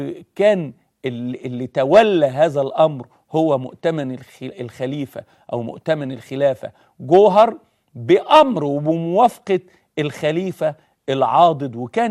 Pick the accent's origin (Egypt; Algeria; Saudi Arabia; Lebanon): Egypt; هو بمثابة زي كده عندنا في مصر زكريا عزمي